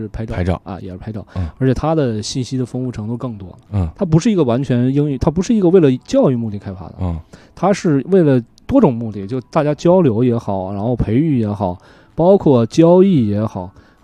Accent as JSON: {"language": "Chinese", "region": "Yunnan", "country": "China", "said": "比如说我们云南那边的"}